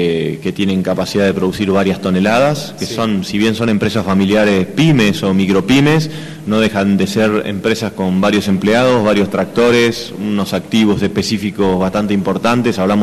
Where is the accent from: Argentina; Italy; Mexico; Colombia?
Argentina; Buenos Aires; now in Lago Puelo, Argentina; vengo originalmente de Buenos Aires, pero bueno, ahora hace casi dos décadas que soy de acá. De hecho, vivo en Lago Puelo, muy cerquita de la escuela